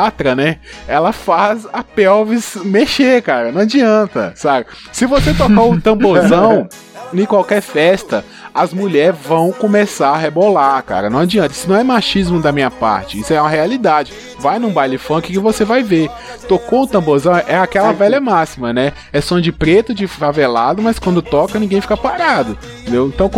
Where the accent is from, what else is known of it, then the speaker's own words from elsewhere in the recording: Minas Gerais, Brazil; Assim, eu não sou baiano, eu sou mineiro.